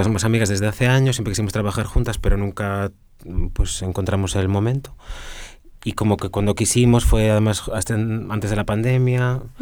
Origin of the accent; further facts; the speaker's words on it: Vigo, Galicia, Spain; Elena de Extremadura, yo de Galicia. Como de Vigo, como